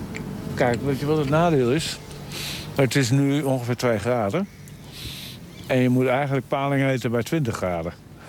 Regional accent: Koudum, Friesland, Netherlands; Ik kom uit Koudum.

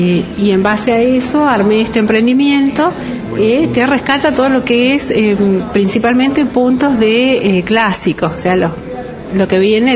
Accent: El Cóndor, Río Negro, Argentina; soy del Balneario El Cóndor.

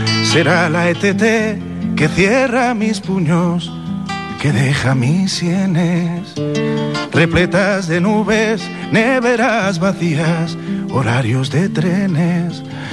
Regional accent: Madrid, Community of Madrid, Spain; Esta es un retazo del metro de Madrid, de la ciudad de donde soy, ¿no?

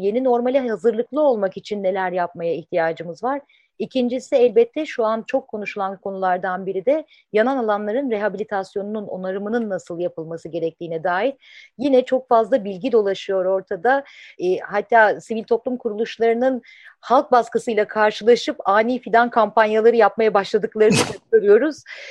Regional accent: Marmaris, Muğla, Turkey; Ben Marmaris'ten, yani 40 yıllık

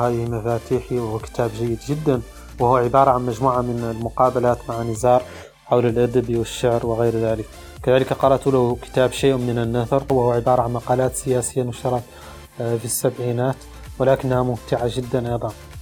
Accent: Mauritania

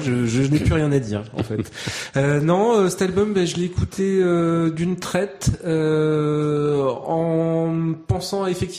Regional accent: Algeria; accent: pied-noir; Non, j'ai un accent pied noir.

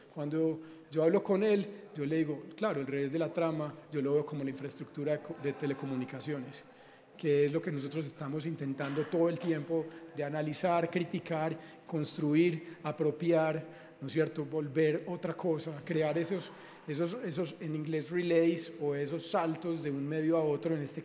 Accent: Colombia; Como de cómo operamos como seres humanos, como colombianos hoy

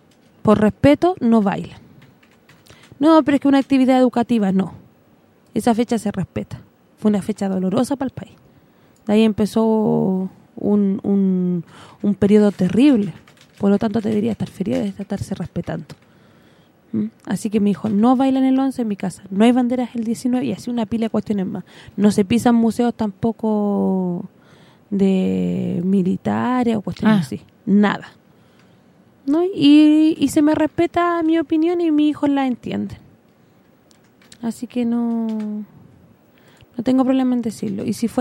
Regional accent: Chile; No me da satisfacción decir que soy chilena.

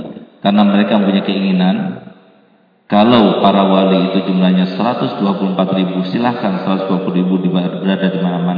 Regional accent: Aceh, Indonesia; walaupun saya orang Aceh, tapi saya tidak mau dikatakan orang desa.

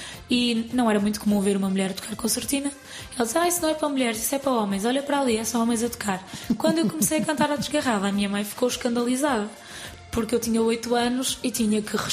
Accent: Ponte da Barca, Norte, Portugal; born there; Mas como eu nasci na Barca, no meio da serra e das concertinas

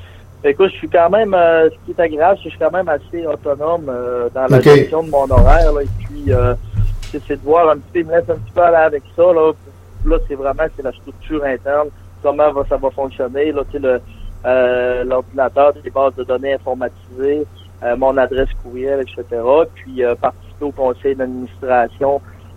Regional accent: Dolbeau-Mistassini, Quebec, Canada; Oui, je suis de Dolbeau-Mistassini.

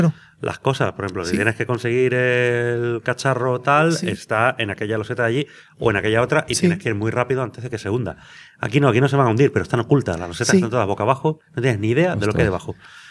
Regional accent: Canary Islands, Spain; yo, que soy canario de origen

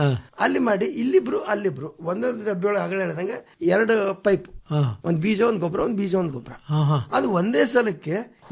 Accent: Muttangi, Karnataka, India; ನಾನು ನಮ್ಮ ಊರಲ್ಲಿ ಬೀದರ್ ಡಿಸ್ಟಿಕ್ ಹುಮನಾಬಾದ್ ತಾಲೂಕು ಅಥವಾ ಚಿಡಗೋಪ ತಾಲೂಕು ಮುತ್ತಂಗಿಯಲ್ಲಿ ಮಾಡಿರುವಂತ ಒಂದು ಮಷೀನ್

